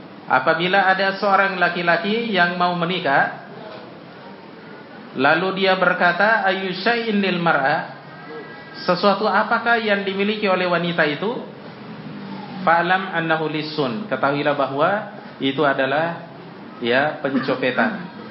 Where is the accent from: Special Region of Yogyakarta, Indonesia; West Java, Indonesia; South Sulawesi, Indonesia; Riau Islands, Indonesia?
South Sulawesi, Indonesia; Tanrutedo; Seperti di kampung saya di Sidrap ya, kampung saya namanya Tanrutedo.